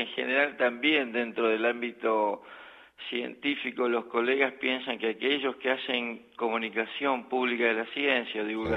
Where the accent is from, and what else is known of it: Argentina; moved away as an adult; now in Göttingen, Germany